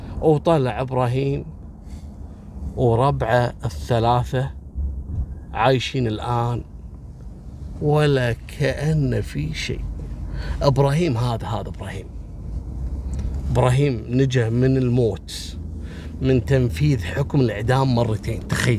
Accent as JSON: {"language": "Arabic", "country": "Kuwait", "said": "بعطيكم مثل بسيط عندنا في الكويت"}